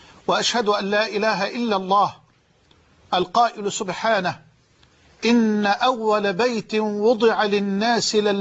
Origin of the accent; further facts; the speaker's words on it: Egypt; على مستوى بلدنا مصر.